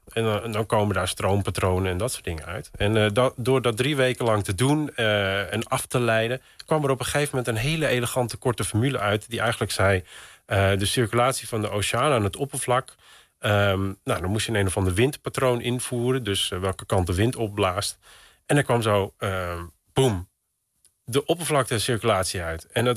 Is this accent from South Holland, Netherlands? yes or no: no; Texel, North Holland, Netherlands; born there; het was nooit een doel om hier terug te komen of zo op Texel. En nu woon ik in het dorp waar ik geboren ben.